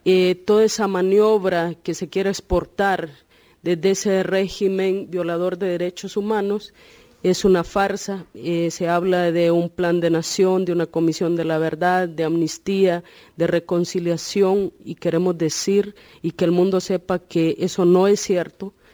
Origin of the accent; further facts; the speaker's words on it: Honduras; soy de Honduras, de Centroamérica.